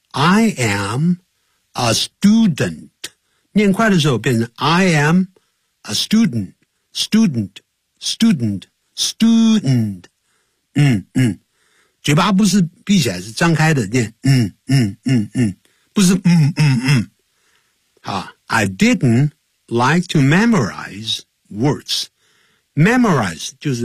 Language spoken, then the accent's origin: Chinese; Nanjing, Jiangsu, China; born there; But I was born in 南京，可是呢我籍贯是南宁啊， 可是我却是在南京出生的。